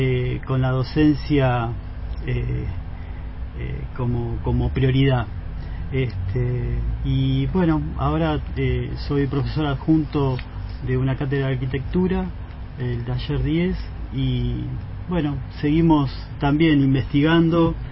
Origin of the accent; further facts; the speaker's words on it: La Plata, Buenos Aires Province, Argentina; Bueno, yo soy de La Plata, nací acá, me formé en la ciudad de La Plata, ingresé en la universidad en la década del 90 y me recibí en el 97